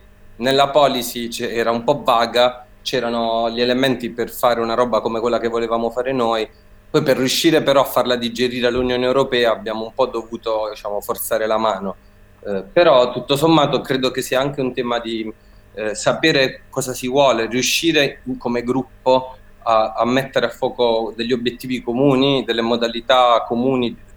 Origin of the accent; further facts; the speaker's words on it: Apulia, Italy; Che secondo me da pugliese per me è venuta fuori un po' come contraccolpo